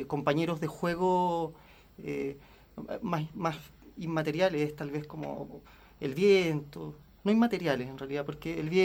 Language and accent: Spanish; Punta Arenas, Magallanes, Chile; now in Santiago, Chile; Yo nací en Punta Arenas.